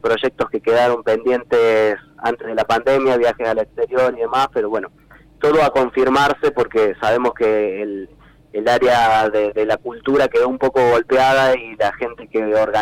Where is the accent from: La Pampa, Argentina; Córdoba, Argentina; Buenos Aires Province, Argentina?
Córdoba, Argentina; cada vez que ponemos un pie fuera de Córdoba, y somos de Córdoba, el chiste fácil es ¿por qué no hacemos cuarteto?